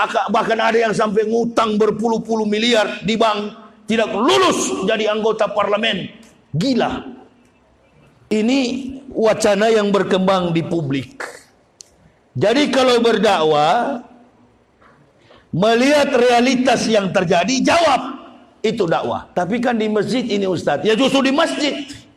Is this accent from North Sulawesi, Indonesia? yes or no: yes; Manado, North Sulawesi, Indonesia; Saya orang Manado, orang Sulawesi